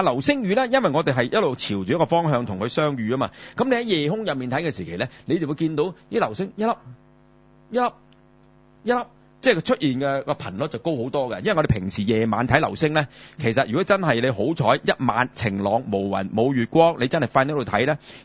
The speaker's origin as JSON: {"language": "Cantonese", "country": "China", "said": "我哋中國人叫咩"}